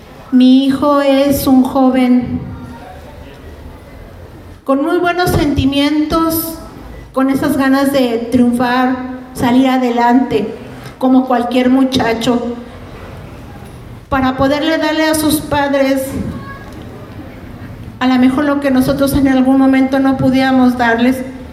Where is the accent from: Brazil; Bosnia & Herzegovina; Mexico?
Mexico; Huamantla, Tlaxcala; somos originarios de Huamantla, Tlaxcala